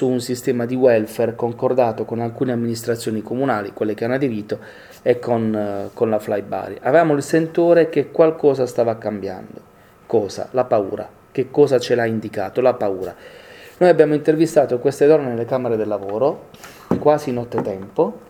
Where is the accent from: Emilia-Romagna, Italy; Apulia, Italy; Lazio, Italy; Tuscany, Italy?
Apulia, Italy; Io vengo dalla Puglia, un'area importante per l'agricoltura nazionale che è il sud-est barese